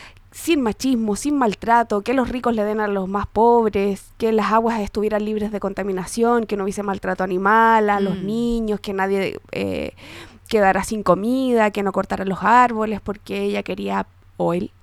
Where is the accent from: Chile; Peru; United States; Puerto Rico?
Chile; Santiago, Santiago Metropolitan; Sí, yo crecí en Santiago.